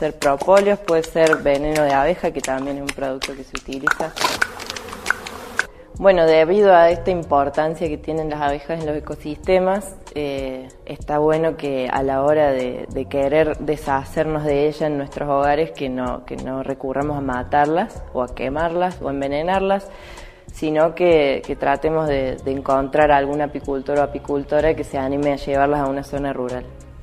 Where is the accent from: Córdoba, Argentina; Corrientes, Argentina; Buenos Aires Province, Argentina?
Córdoba, Argentina; Alta Gracia; soy ingeniera agrónoma. Soy de Altagracia y soy apicultora.